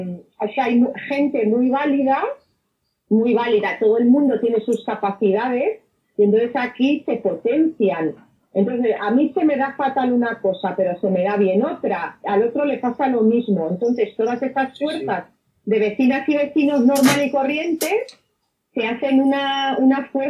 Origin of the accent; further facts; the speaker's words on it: Community of Madrid, Spain; yo soy del barrio de San Diego.